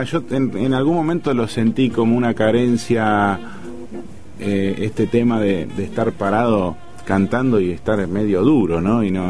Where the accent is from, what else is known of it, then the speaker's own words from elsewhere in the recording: Lanús, Buenos Aires Province, Argentina; Yo soy de Lanús este por media cuadra.